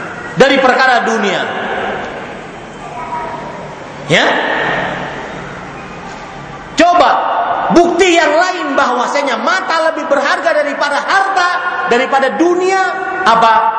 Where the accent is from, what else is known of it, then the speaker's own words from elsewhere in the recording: Banjarmasin, South Kalimantan, Indonesia; Di Banjarmasin di kota saya, karena di sana banyak bos batu bara, itu rumah tinggal 5 tingkat.